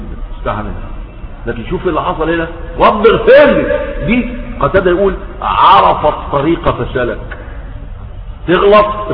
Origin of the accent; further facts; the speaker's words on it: Egypt; إن راجل عندنا في مصر جوز بنته عندها 12 سنة